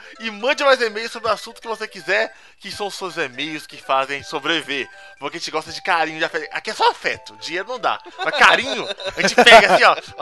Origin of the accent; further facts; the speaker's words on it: Paraná, Brazil; tenho 19 anos, sou de PR.